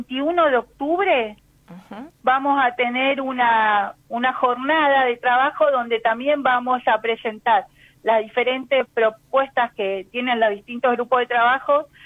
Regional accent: Villa Ángela, Chaco, Argentina; born there; yo fui chaqueña, vengo ahora de Villa Ángela, que es el pueblo donde nací

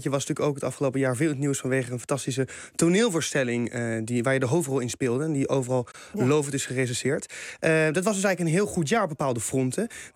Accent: The Hague, South Holland, Netherlands; Nou, Haagse humor vind ik dan wel weer mooi, want ik kom zelf uit Den Haag.

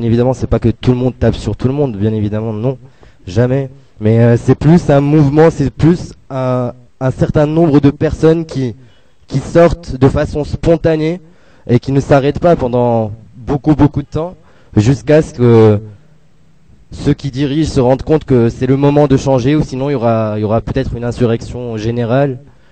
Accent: Morocco; moved away as an adult; now in Paris, France; Moi, je viens du Maroc à la base. Je suis juste là pour faire mes études. C'est ma quatrième année ici à Paris.

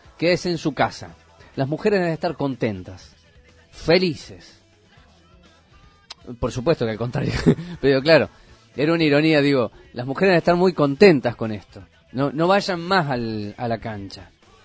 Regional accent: Argentina; de que todos los argentinos podemos ver los 10 partidos de televisión, por la televisión, del fútbol argentino.

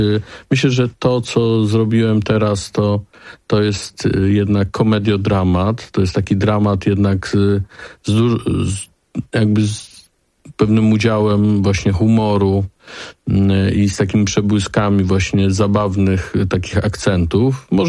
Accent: Łódź, Łódź Voivodeship, Poland; now in Warsaw, Poland; Ja jestem zresztą łodzianinem, chociaż od wielu lat mieszkam już w Warszawie pod Warszawą, ale ta centrum Łodzi to jest jakby, to są miejsce mojego dzieciństwa, mojego wzrastania.

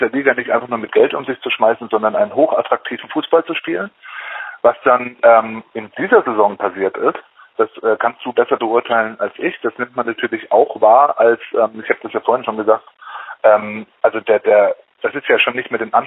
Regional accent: Stuttgart, Baden-Württemberg, Germany; Als Stuttgarter würde ich den 8. Platz jetzt mal nehmen

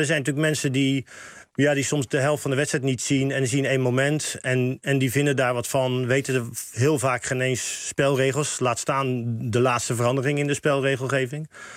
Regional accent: Rotterdam, South Holland, Netherlands; ook in Rotterdam, waar ik vandaan kom

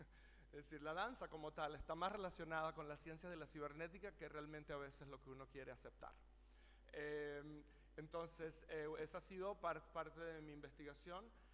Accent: Venezuela; also born or lived in New York; yo soy de Venezuela y estuve aproximadamente 20 años viviendo en Nueva York como bailarín.

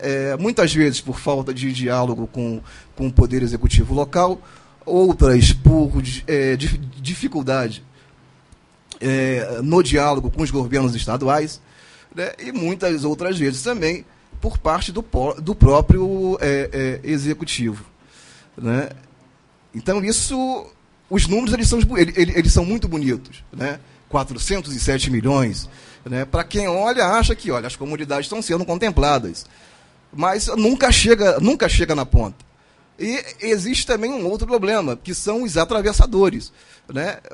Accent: Rio de Janeiro, Brazil; localizada na zona portuária do Rio de Janeiro

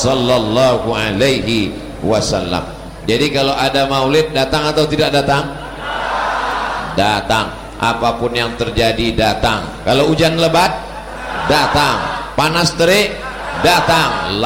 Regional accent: Riau, Indonesia; Saya dari Riau, di Jakarta cuma 3 hari, Jumat, Sabtu, Ahad. Habis itu saya akan pulang.

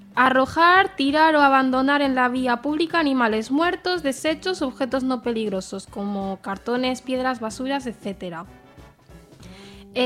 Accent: Spain; born there; gente como yo, que hemos nacido aquí, no somos españoles, para empezar

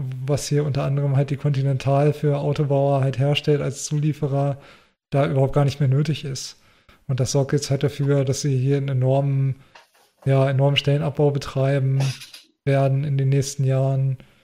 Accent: Hanover, Lower Saxony, Germany; Firma, die man als Hannoveraner natürlich kennt

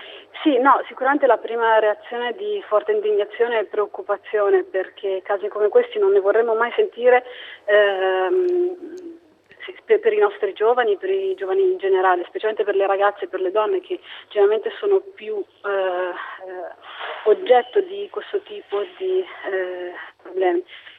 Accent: Perugia, Umbria, Italy; Sono nata a Perugia, sono cresciuta a Perugia e sono rimasta qui fino ai 20 anni, quindi sono legatissima a questa città

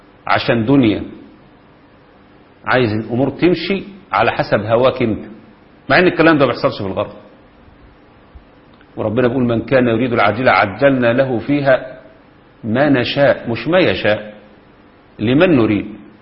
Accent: Egypt; لو كان ده حق مشروع زي ما هو كفل الدستور عندنا في مصر

